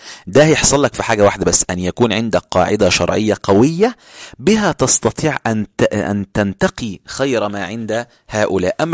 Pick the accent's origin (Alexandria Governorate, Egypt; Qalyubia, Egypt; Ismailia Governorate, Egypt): Ismailia Governorate, Egypt; Ismailia; أنا من الإسماعيلية في القاهرة، أقصد في مصر، يعني أنا في محافظة اسمها الإسماعيلية.